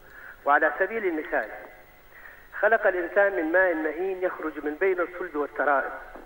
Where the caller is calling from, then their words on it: Deir ez-Zor, Deir ez-Zor Governorate, Syria; من سوريا دير الزور.